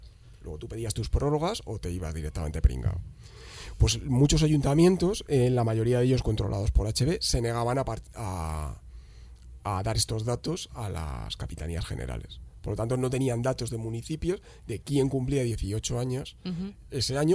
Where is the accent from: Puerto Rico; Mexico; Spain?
Spain; Madrid, Community of Madrid; ¿Por qué estoy hablando del País Vasco, si somos de Madrid?